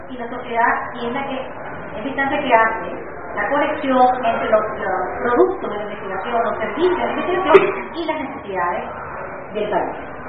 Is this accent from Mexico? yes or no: no; Venezuela; es importante que nosotros, como venezolanos, la entendamos como nuestro patrimonio y la defendamos